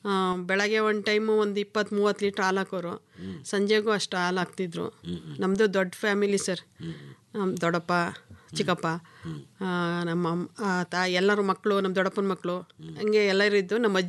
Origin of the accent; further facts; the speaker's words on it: Binaknalli, Karnataka, India; also born or lived in T Narasipur; ಅಂದರೆ ನಮ್ಮೂರು ಬಿನಿಕ್ನಳ್ಳಿಗೂ ಮತ್ತು ಟಿ ನರಸೀಪುರಕ್ಕೂ 3 ಕಿಲೋಮೀಟ್ರ್ ಸರ್.